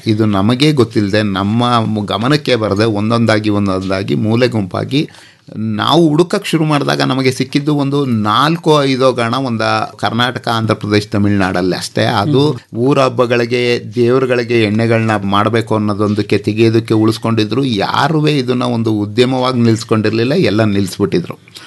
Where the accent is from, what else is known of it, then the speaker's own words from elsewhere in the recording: Chamarajanagar, Karnataka, India; ನನ್ನ ಹುಟ್ಟೂರು ಚಾಮರಾಜನಗರ. ನನ್ನ ತಂದೆ ಪೊಲೀಸ್ ಇಲಾಖೆಯಲ್ಲಿದ್ದವರು, ನನ್ನ ತಾಯಿ ಗೃಹಿಣಿ, ನನ್ನ ಜೊತೆ 3 ಅಕ್ಕಂದಿರಿದ್ರು. ನನ್ನ ವಿದ್ಯಾಭ್ಯಾಸ, ಪ್ರಾಥಮಿಕ ವಿದ್ಯಾಭ್ಯಾಸ ಮತ್ತು ಕಾಲೇಜು ಶಿಕ್ಷಣ ಎಲ್ಲ GSS college ಚಾಮರಾಜನಗರದಲ್ಲೇ up to degree ತನಕ BCOM ಮಾಡಿದೆ.